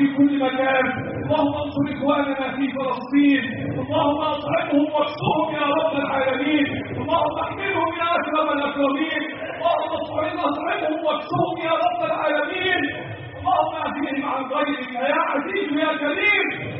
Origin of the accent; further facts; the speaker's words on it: Egypt; اللهم احفظ بلدنا مصر